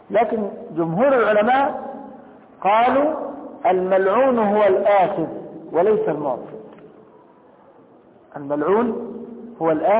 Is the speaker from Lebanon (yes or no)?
no; Egypt; طب لكن أنا دلوقتي مصري وهخش مكة